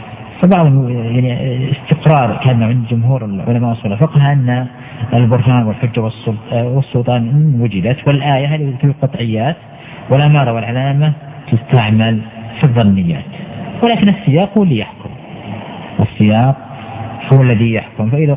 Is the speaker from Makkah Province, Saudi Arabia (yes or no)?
no; Al-Qassim, Saudi Arabia; حتى عندنا مثلا في القصيم